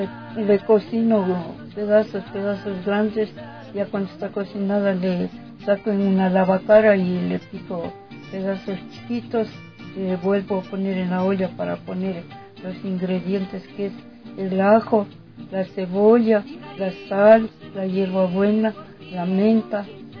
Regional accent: Sosoranga, Loja, Ecuador; now in Tumbaco, Ecuador; De la parroquia Sosoranga, provincia de Loja.

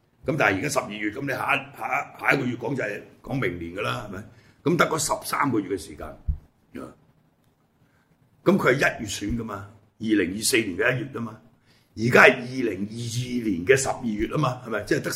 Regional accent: Hong Kong; 我哋香港人啊，或者對台灣政治唔係好了解

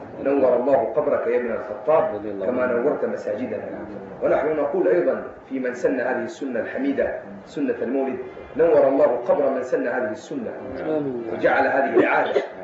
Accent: Hejaz, Saudi Arabia; بل إن السنة كلها عندنا في الحجاز بفضل الله مولد

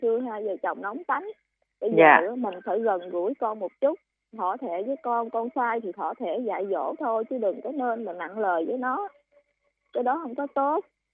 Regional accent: Northern Vietnam, Vietnam; Dạ con quê người Bắc cô.

